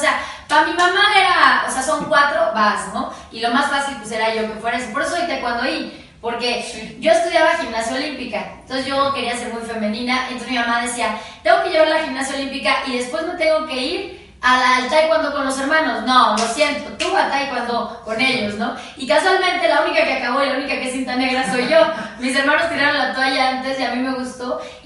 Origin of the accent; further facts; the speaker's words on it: Santiago de Querétaro, Querétaro, Mexico; now in Mexico City, Mexico; soy de Querétaro, tuve que venir a México porque soy queretana.